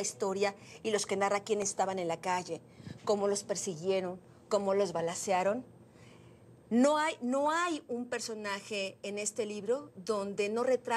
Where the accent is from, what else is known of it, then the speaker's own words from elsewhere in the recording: Mexico; es un retrato fiel de lo que somos como mexicanos